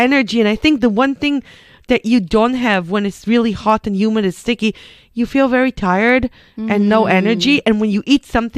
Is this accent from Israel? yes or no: yes; Israel; English is a second language; I grew up in Israel, but we're of about the same generation.